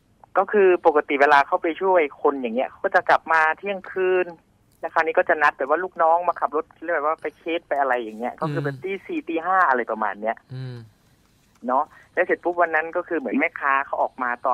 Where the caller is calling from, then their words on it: Thawi Watthana, Bangkok, Thailand; อยู่ทวีวัฒนาครับ